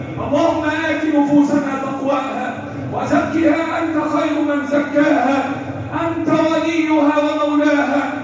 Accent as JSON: {"language": "Arabic", "country": "Egypt", "said": "بلدنا مصر"}